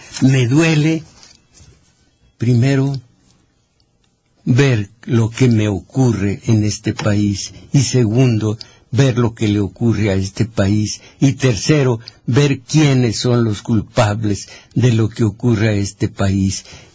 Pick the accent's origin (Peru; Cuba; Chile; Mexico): Mexico; Soy mexicano como lo son, como mexicanos lo son todos ustedes.